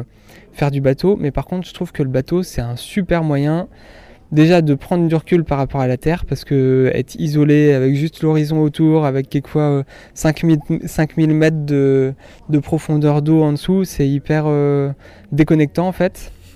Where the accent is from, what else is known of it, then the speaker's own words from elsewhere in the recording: Brittany, France; alors je suis breton